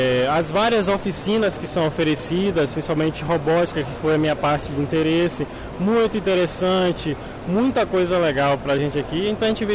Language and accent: Portuguese; Bahia, Brazil; eu vim lá da Bahia, dei 2 dias para chegar aqui com o pessoal da Universidade do Recôncavo da Bahia, situada na cidade de Cruz das Almas.